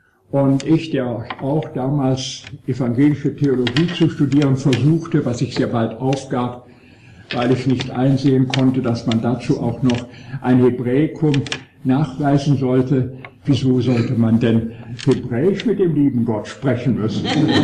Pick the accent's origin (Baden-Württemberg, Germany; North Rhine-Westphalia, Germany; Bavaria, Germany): North Rhine-Westphalia, Germany; Bonn; Und nun stand ich als Erstsemestriger, aufgewachsen in Bonn als Sohn niedersächsischer Eltern